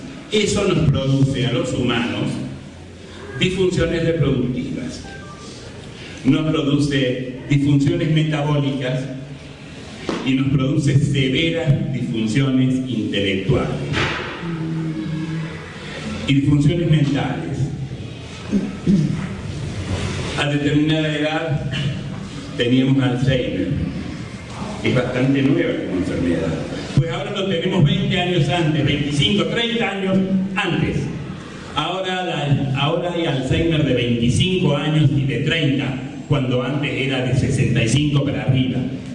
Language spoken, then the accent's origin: Spanish; Argentina; somos todos argentinos